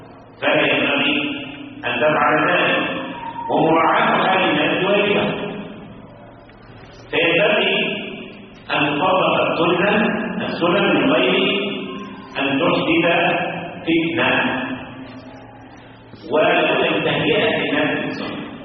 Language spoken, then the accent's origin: Arabic; Egypt; طب المشهور عندنا في مصر أنه لا يرفعون إلا في التكبيرة الأولى